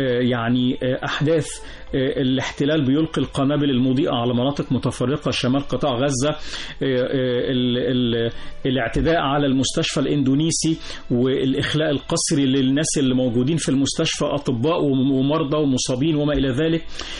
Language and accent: Arabic; Egypt; وإحنا كلنا مصريين